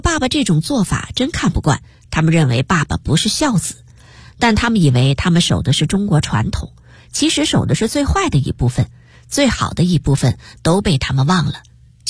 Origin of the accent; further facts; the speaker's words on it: Taiwan; also born or lived in United States; 我出生在美国，回台湾后由于老爸不喜欢台湾，所以坚决不给我办台湾户口